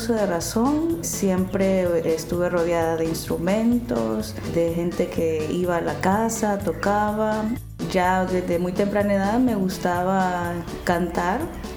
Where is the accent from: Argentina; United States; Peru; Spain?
Peru; Lima; Soy limeña.